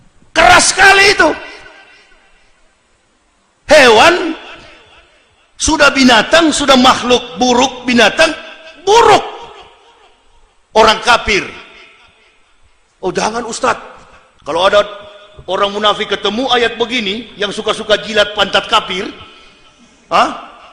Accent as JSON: {"language": "Indonesian", "region": "Sulawesi", "country": "Indonesia", "said": "saya orang Sulawesi, begitu datang jadi saya tahu"}